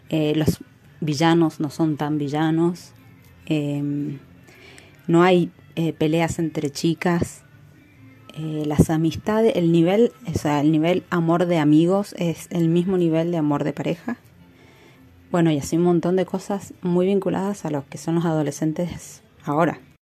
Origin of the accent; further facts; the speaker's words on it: Mendoza, Argentina; soy de Mendoza